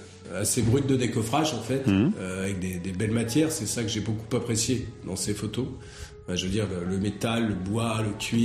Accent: Centre-Val de Loire, France; Puisque en fait on est du Loir-et-Cher et pour l'instant on avait beaucoup tourné sur Loir-et-Cher

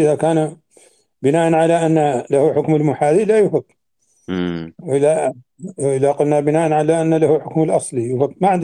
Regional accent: Mauritania; يمكن أن لا تكون موجودة عندنا في موريتانيا

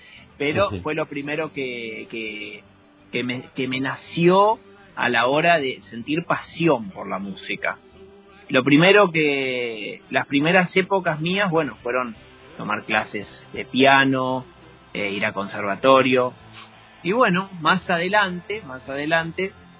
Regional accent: Israel; Bueno, mi infancia la viví toda en Israel.

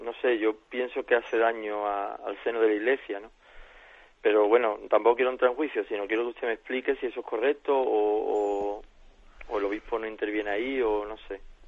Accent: Jerez de la Frontera, Andalusia, Spain; de Jerez.

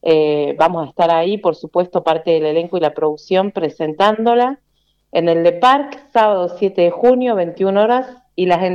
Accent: Mendoza, Argentina; está protagonizada por mendocinos. Así que es una oportunidad para ver de otra manera nuestros paisajes, escuchar nuestro acento

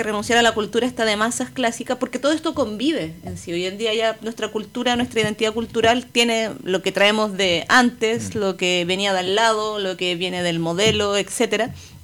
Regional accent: Santiago, Santiago Metropolitan Region, Chile; si bien yo me siento santiaguina y soy parte de la ciudad, etcétera, la conozco

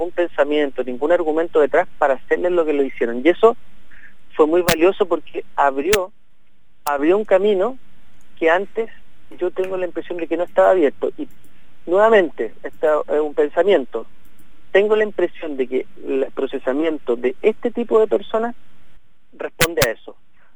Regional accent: Chile; obedece a un tipo de país que hemos construido como chilenos

